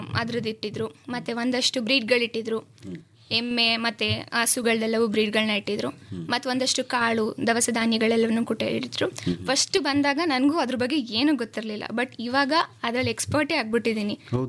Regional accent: Konalli, Karnataka, India; Sir, ನಾನು ಮೂಲತಃ ಮಂಡ್ಯದವಳೆ.

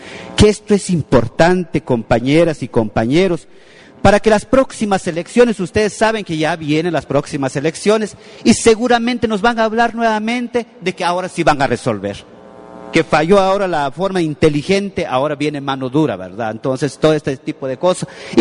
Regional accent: Santa Cruz del Quiché, Quiché, Guatemala; Yo soy de Santa Cruz del Quiché

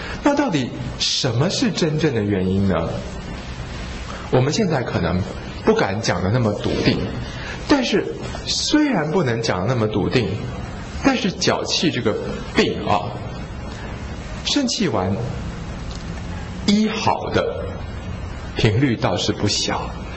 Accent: China; 那至于说像我们中国人治疗这个疝气是这种厥阴治，对不对？

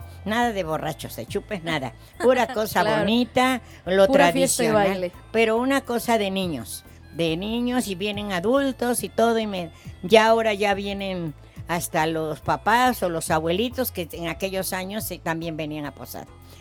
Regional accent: Veracruz, Mexico; moved away; Vengo del estado de Veracruz, a donde toda la gente es muy jacarandosa, les gustan las claro. posadas.

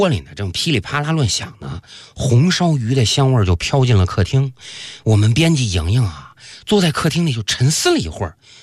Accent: Northeast China, China; 作为一个东北人，我的人生信条

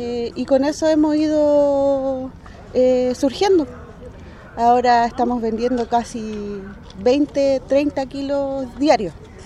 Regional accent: Santiago Metropolitan, Chile; yo vivo hace 35 años aquí, nacida y criada aquí en la Villa Olímpica.

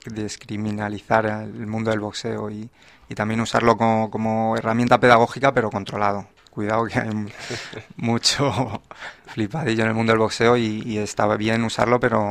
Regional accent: Madrid, Community of Madrid, Spain; yo también soy un chaval de Hortaleza y tuve también problemas

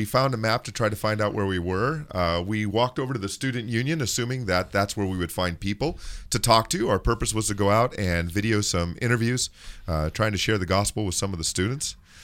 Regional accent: California, United States; Now, I'm from Southern California.

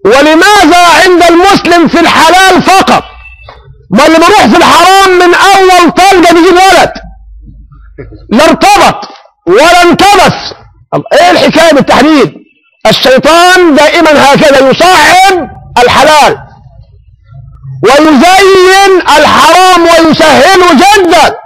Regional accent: Egypt; احنا عندنا في مصر بنخشب ونحط سجد بوص

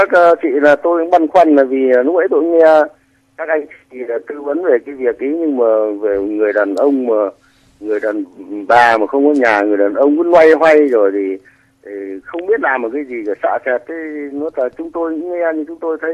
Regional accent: Hải Dương, Vietnam; tôi là người Hải Dương.

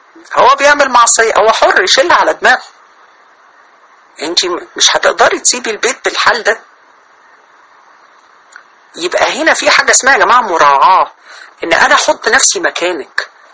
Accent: Sharqia Governorate, Egypt; احنا عندنا في الشرقية اهل مصر طبعا عارفين اللي انا بقوله

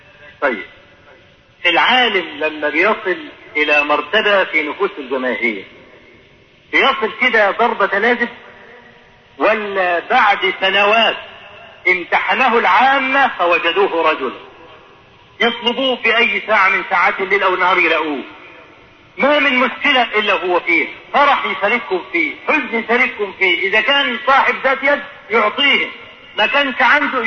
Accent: Egypt; ودرج عندنا في مصر هنا

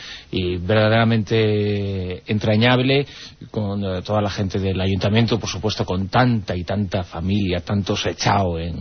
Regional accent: Ribadavia, Galicia, Spain; Exactamente, ¿no? Estuve en Orense, en Rivadavia.

